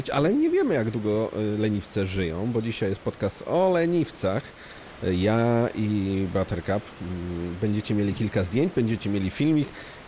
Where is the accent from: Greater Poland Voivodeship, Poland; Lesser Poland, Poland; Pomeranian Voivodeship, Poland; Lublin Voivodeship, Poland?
Greater Poland Voivodeship, Poland; Poznań; a ja z Poznania jestem